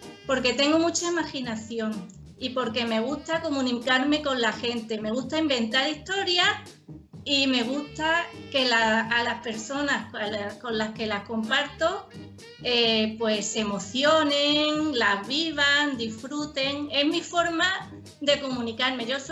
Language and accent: Spanish; Andalusia, Spain; Yo soy de cerquita, de Málaga, de la provincia de al lado. Y bueno, casi siempre he vivido en Málaga. Así que soy aquí, una poeta y escritora andaluza. Y mujer también, por supuesto.